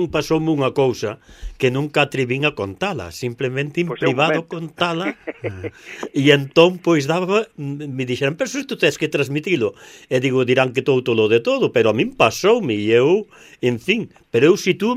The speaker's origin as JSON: {"language": "Galician", "town": "Liñares", "region": "Galicia", "country": "Spain", "tie": "born or raised there", "said": "na aldea, nunha aldea, donde nacín en Liñares, na provincia de Lugo, no concello de Navia de Suarna"}